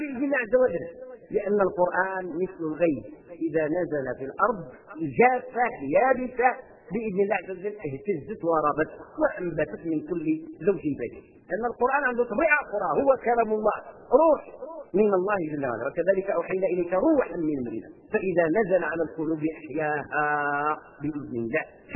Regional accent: Morocco; عندنا في المغرب قصة مع القرآن سبحان الله العظيم

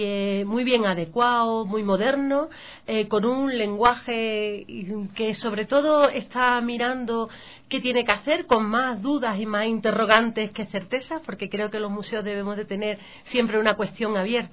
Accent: Andalusia, Spain; yo vengo en representación del Ministerio de Cultura y de mi región, de la Comunidad Autónoma de Andalucía

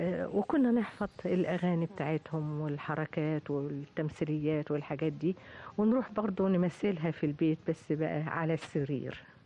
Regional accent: Tanta, Gharbia, Egypt; born or raised there

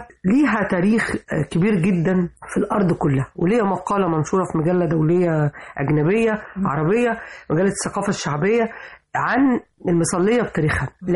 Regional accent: Upper Egypt, Egypt; لما جيت اشتغل في الدراسات العليا انا بنت الصعيد

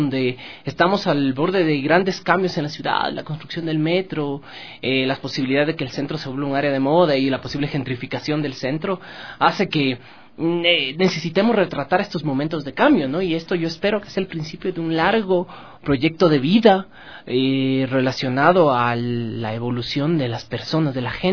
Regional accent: Quito, Pichincha, Ecuador; yo nací y crecí en La Trola, el centro histórico de Quito, y siempre ha sido mi entorno natural.

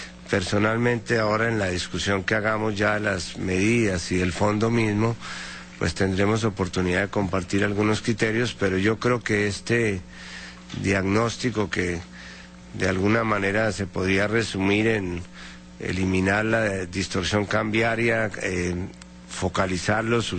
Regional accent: Colombia; Yo simplemente como colombiano puedo destacar lo que fue la dolorosa experiencia de Colombia.

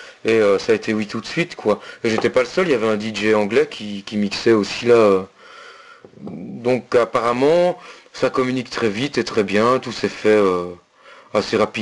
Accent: Belgium; accent: Belgian French; qui reconnaissaient mon accent français, enfin belge, et qui me demandaient ce que je faisais là

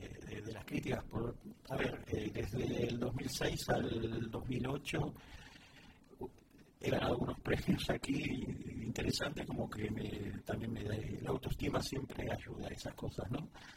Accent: Argentina; moved away; de una experiencia que viví hace poco en Buenos Aires. Bueno, tú sabes que hace poco estuve en mi país y vi muchas obras de teatro

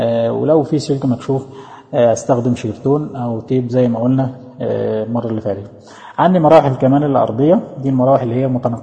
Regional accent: Egypt; now in Saudi Arabia; الكهرباء عموما اللي عندنا في مصر 220 فولت

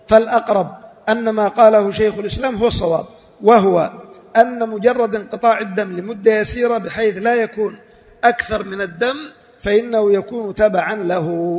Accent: Yemen; عندنا في اليمن

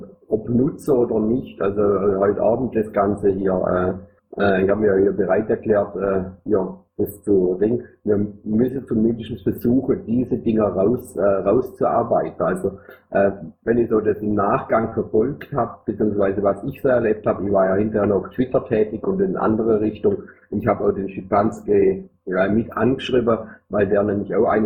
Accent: Thuringia, Germany; also zumindest als Thüringer

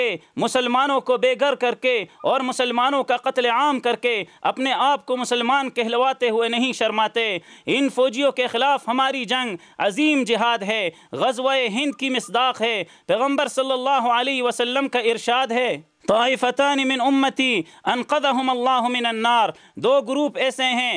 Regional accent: Pakistan; ہم خود پاکستانی ہیں، ہم پاکستان کے باسی ہیں، پاکستان کے اولاد ہیں

